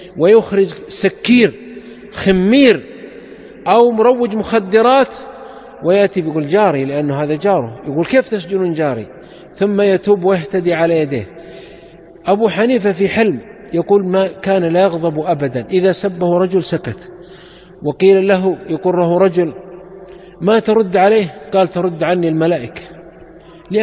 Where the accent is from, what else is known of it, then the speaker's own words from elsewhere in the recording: Saudi Arabia; وعندنا في السعودية حنابلة